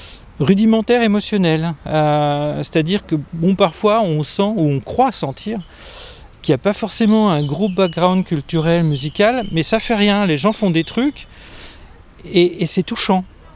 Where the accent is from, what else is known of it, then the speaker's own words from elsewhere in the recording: Héricourt, Bourgogne-Franche-Comté, France; Enfant, j'ai grandi en Haute-Saône, et dans une petite ville qui s'appelle Héricourt.